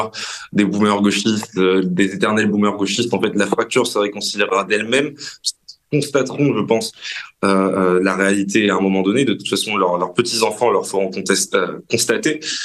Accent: France; la place que nous, en tant que Français, occidentaux, européens, voulons retrouver dans l'histoire

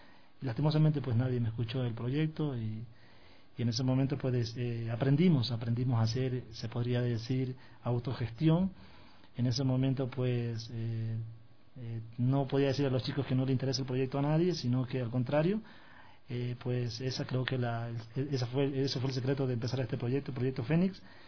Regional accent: Babahoyo, Los Ríos, Ecuador; Yo soy de provincia, yo vengo de la provincia de Los Ríos. Yo nací en Babahoyo, y vengo de una provincia donde técnicamente el deporte pues es nulo

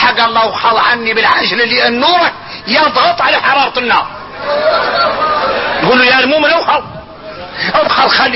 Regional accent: Mauritania; عندنا احنا موريتاني وتربينا بها

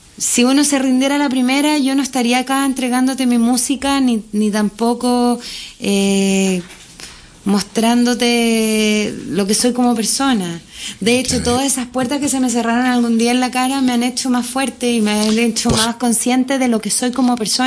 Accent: Curicó, Maule, Chile; Yo soy curicana. Curicana, yo soy de Curicó, sí.

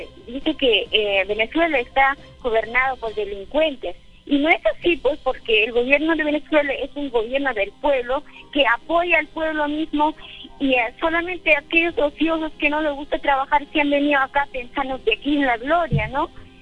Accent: Peru; porque es un total perjuicio para nosotros los peruanos, donde ya no tenemos beneficios como peruanos

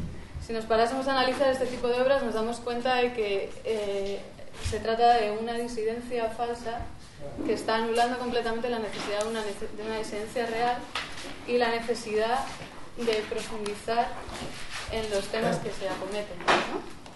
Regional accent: Madrid, Community of Madrid, Spain; en Madrid, es de donde yo soy

